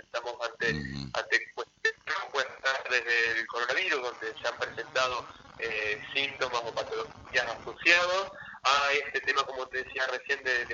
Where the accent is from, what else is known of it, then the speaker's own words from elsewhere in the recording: Rosario, Santa Fe, Argentina; Yo soy de Rosario, me formé en la Universidad Nacional de Rosario.